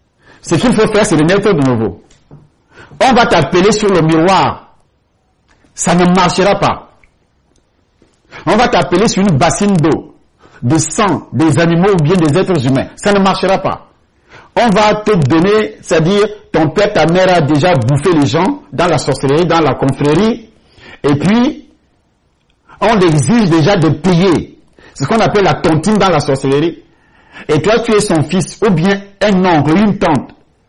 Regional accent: Akonan, Centre, Cameroon; Parce que je suis d'Akonan, pour ceux qui connaissent le Cameroun.

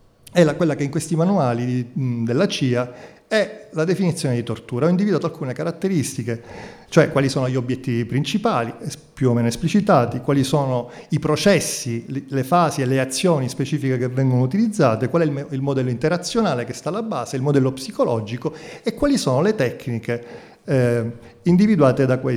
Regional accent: Palermo, Sicily, Italy; Io sono andato via da Palermo, io sono palermitano, all'indomani delle stragi di mafia, per andare a studiare fuori e poi tornare a casa

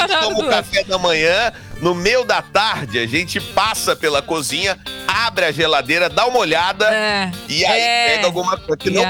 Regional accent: Goiânia, Goiás, Brazil; Falei, gente, eu sou de Goiânia.

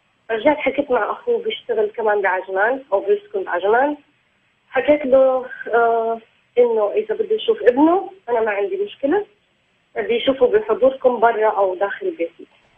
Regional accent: Palestine; أنا فلسطينية، تزوجت من واحد مصري

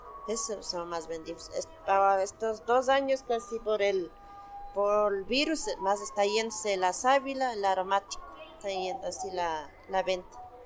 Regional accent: Llano Chico, Pichincha, Ecuador; Yo vengo de la parroquia de Llano Chico, perteneciente a Quito, vengo acá a vender el 1 de mayo. Y yo vengo desde casi que tuve los 15 años. Yo ya tengo mi edad desde 54 años.

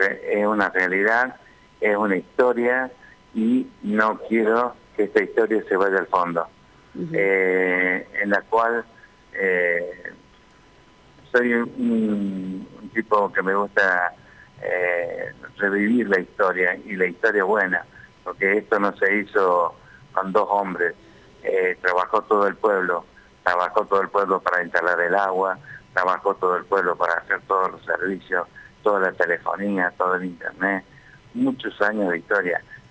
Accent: Tanti, Córdoba, Argentina; ¿Por qué tengo que presentar mi fotocopia de documentos si soy un ciudadano de Tanti?

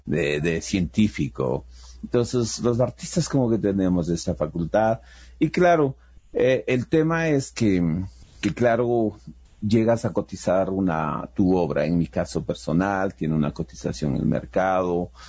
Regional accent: Ecuador; como artista ecuatoriano, en cierta manera estás generando un patrimonio

